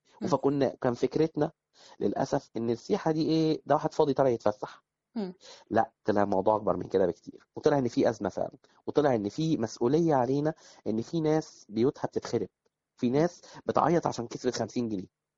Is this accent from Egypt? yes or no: yes; Faiyum, Faiyum Governorate, Egypt; أنا من الفيوم، ومن الناس اللي دايما بتروج للفيوم، لأن أنا شايف إن هي بلد مظلومة سياحيا، ومن صغري وأنا مهتم بالمجال السياحي، يعني أنا كنت من الطلبة في الأيام الجامعة، أنا طبعا من الفيوم، فكنت في جامعة في القاهرة